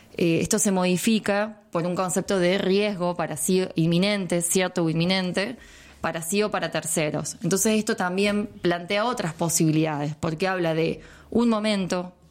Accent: Villa Mercedes, San Luis, Argentina; Yo me acuerdo cuando era chica que en Villa Mercedes estaba la loca del barrio.

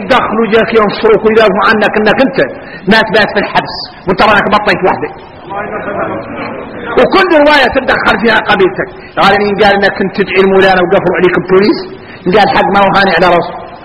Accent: Mauritania; احنا اولاد موريتانيا احنا نعرف الواضح

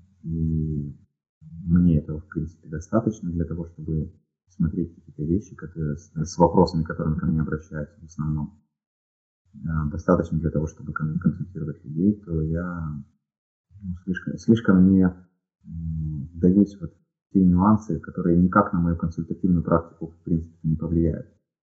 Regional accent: Ukraine; now in Russia; так как я родом из Украины, у меня соответствующий был диалект или выговор, или акцент. И когда я переехал в Россию, мне с этим было несколько неловко.

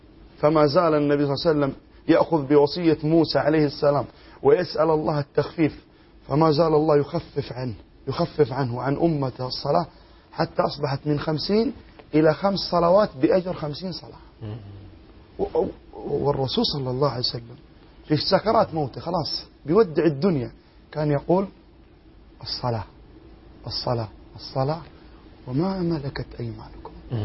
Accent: Jeddah, Makkah Province, Saudi Arabia; صليت الفجر على البحر عندنا في جدة

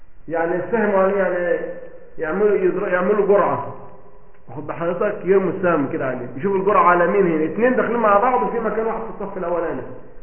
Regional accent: Egypt; ولا كام فدان ارض عندنا في مصر

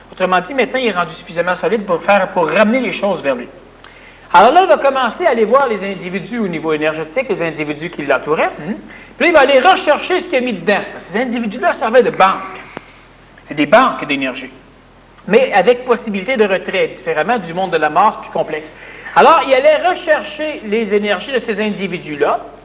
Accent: Quebec, Canada; Moi, je suis un Québécois.

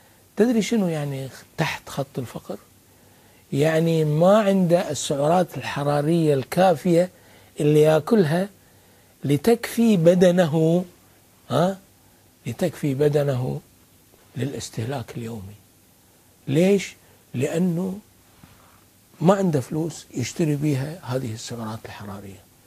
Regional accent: Kuwait; هاي لهجتنا احنا بالكويت، يعني اكيد انتم عندكم في اليمن لهجة اخرى اكثر فصاحة منا احنا

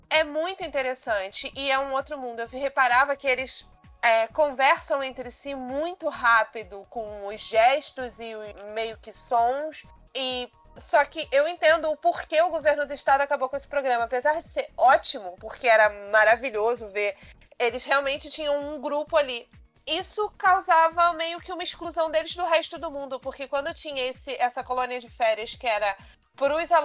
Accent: Nova Iguaçu, Rio de Janeiro, Brazil; Eu sou de Nova Iguaçu, para quem não conhece o estado do Rio, mas eu cresci no mesmo bairro que tinha um CIEP

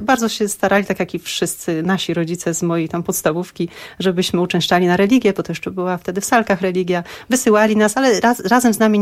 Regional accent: Szczecin, West Pomeranian Voivodeship, Poland; Ja pochodzę ze Szczecina. Jest to środowisko takie bardziej ateistyczne niż religijne. Nasi rodzice, którzy tam osiedlili się w Szczecinie, każdy pochodził z innej części Kresy, tak?

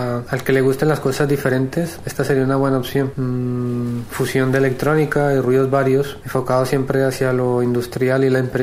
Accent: Cali, Valle del Cauca, Colombia; now in Spain; Soy de Cali, Colombia, pero vivo en España hace 13 años aproximadamente.

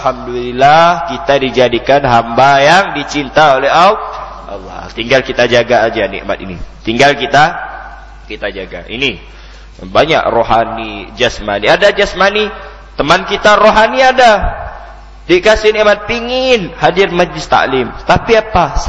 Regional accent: Pontianak, West Kalimantan, Indonesia; Saya lahir di Pontianak, besar di Pontianak

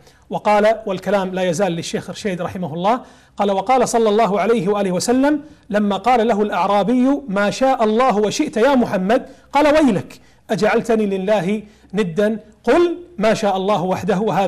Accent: Kuwait; جزيرة فيليتش عندنا في الكويت

